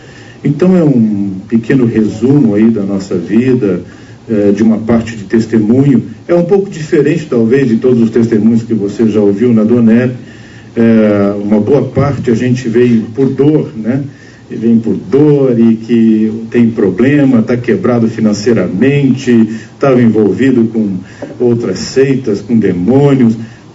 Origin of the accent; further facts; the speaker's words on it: Santo André, São Paulo, Brazil; now in Timbó, Brazil; eu nasci em Santo André, eu não sou catarinense, apesar que eu moro agora nesse lindo estado aqui, né? Moro em Timbó, quem conhece, é uma cidadezinha pequena